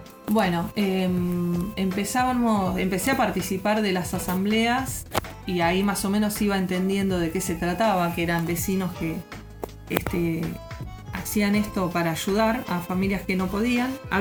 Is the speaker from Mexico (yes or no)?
no; Santa Clara del Mar, Buenos Aires Province, Argentina; soy de Santa Clara del Mar.